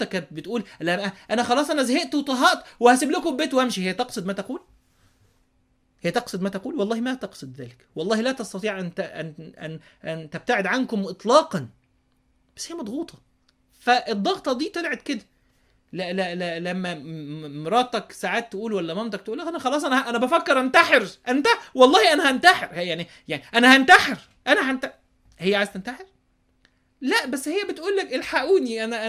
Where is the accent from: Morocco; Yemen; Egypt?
Egypt; Upper Egypt; انا راجل صعيدي ما ينفعش ان انا اشتكي